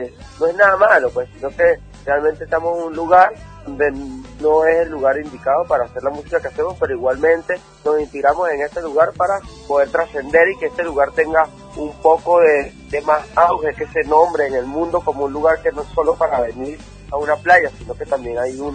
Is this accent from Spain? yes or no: no; Venezuela; les mando un saludo a Argentina desde acá de Venezuela, con mucho amor, con mucho cariño.